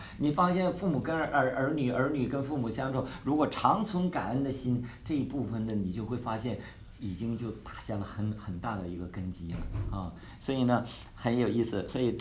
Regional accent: Northeast China, China; 虽然我们是东北人

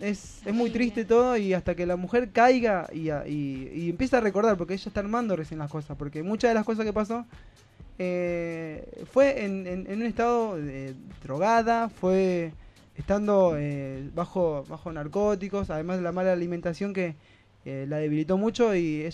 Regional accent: Argentina; nosotros como Argentina sabemos

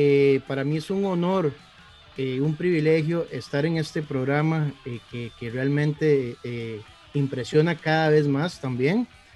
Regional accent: Guápiles, Limón, Costa Rica; born there; now in Alajuela, Costa Rica; yo nací en Guápiles, que pertenecemos más a San José, pero bueno, como que nos quieren expulsar de ahí. Pero toda una vida he estado viviendo en la liga

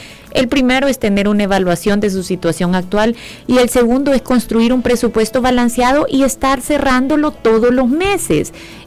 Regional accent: El Salvador; Al final somos salvadoreños y deberíamos

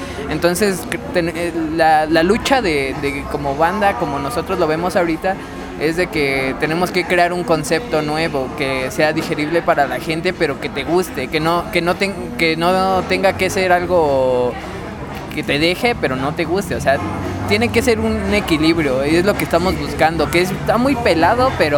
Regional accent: Mexico; algo que nos falta a todos como mexicanos aquí son las ganas de querer aprender

